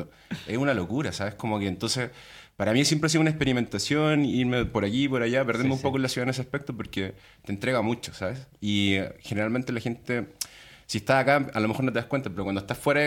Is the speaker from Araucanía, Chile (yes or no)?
no; Santiago, Santiago Metropolitan Region, Chile; moved away; con de donde vengo, ¿no? De Chile, Santiago incluso, que es capital.